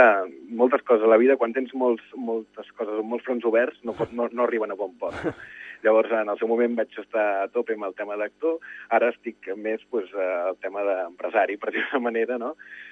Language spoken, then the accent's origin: Catalan; Maçanet de Cabrenys, Catalonia, Spain; sóc de Maçanet de Cabrenys, sóc empordanès